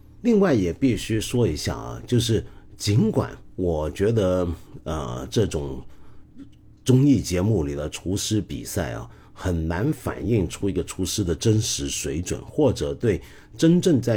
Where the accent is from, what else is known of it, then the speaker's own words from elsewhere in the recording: Guangdong, China; 就拿我们广东人最很简单的一道菜